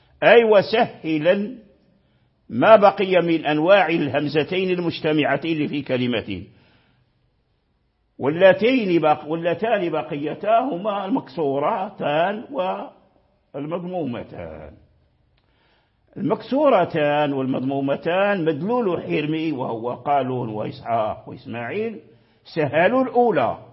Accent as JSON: {"language": "Arabic", "country": "Morocco", "said": "يقرأها بالهاء خالصة عندنا في المغرب"}